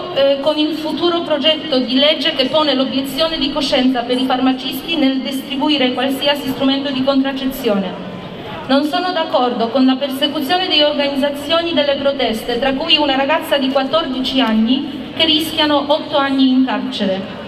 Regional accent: Poland; Non sono d'accordo, come donna, come polacca, come futura mamma, di essere costretta a portare una gravidanza a rischio solo per vedere la morte del bambino subito dopo il parto.

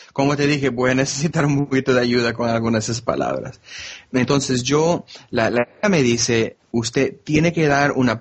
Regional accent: Miami, Florida, United States; Spanish is a second language; Originalmente soy de Miami, del sur de Florida. Entonces yo crecí con mucha gente de la cultura hispana.

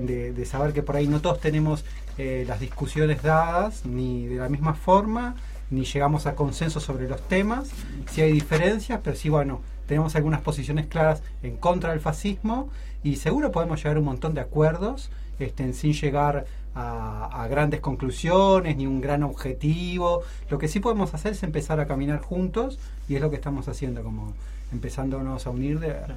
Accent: Peru; Si soy peruano también.

